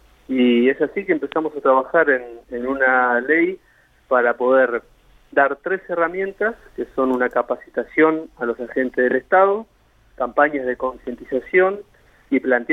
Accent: General Pico, La Pampa, Argentina; los que son de Santa Rosa por el hecho que sucedió ahí, los que somos de Pico

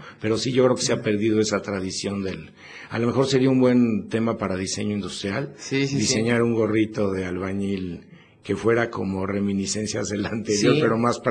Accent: Mexico City, Mexico; now in Puebla, Mexico; Y yo originalmente cuando llegué a Puebla, o sea que me vine de México

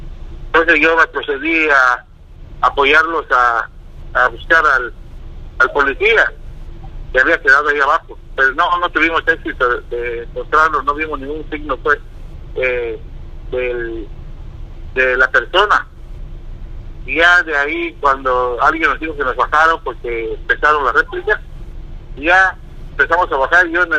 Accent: Mexico; Yo lo hice pues, como cualquier mexicano, pues, que ama a su patria, pues, y ama a su bandera.

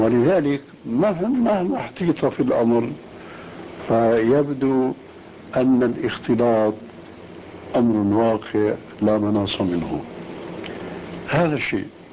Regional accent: Syria; الدخول إلى غرفة التدريس يسمى عندنا في سوريا بالصف

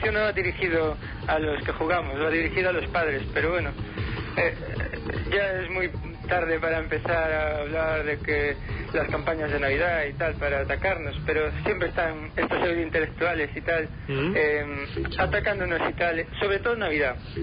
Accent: Vigo, Galicia, Spain

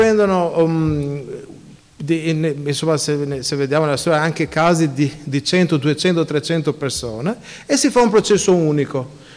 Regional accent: Albania; io la mia infanzia è nell'Albania dell'era comunista

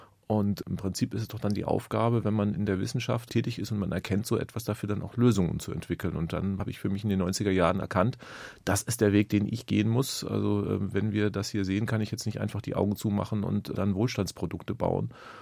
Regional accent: West Germany, Germany; now in Berlin, Germany; ich wohne ja in Ostberlin, also bin gebürtiger Wessi

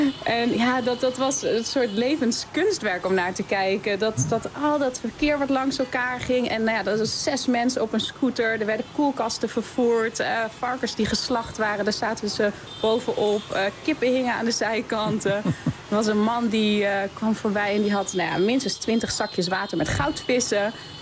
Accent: Australia; Ik kwam uit Australië. En Australië is natuurlijk best wel een veilig land.

